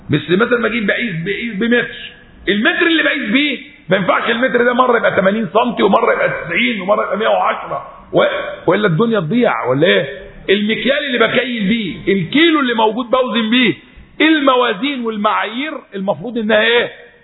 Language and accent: Arabic; Egypt; فعلا احنا في الفترة الأخيرة لما ارتفع وانخفض عندنا في مصر ايه اللي حصل؟